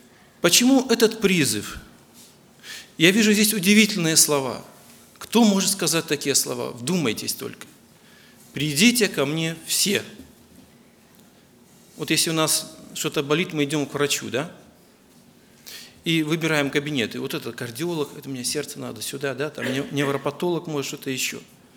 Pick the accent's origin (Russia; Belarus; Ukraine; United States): Belarus; Bobruisk, Mogilev Region; я из Беларуси, город Бобруйск.